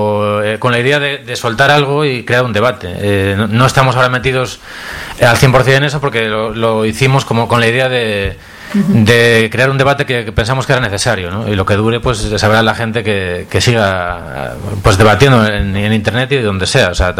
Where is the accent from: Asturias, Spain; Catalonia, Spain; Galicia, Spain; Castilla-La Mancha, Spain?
Galicia, Spain; Pontevedra; Soy de Pontevedra, soy más del Celta.